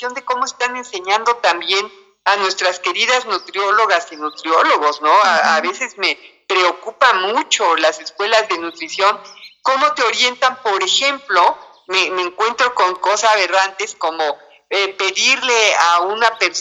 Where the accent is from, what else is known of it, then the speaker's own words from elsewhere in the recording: Mexico; somos intolerantes los mexicanos, las mexicanas a la lactosa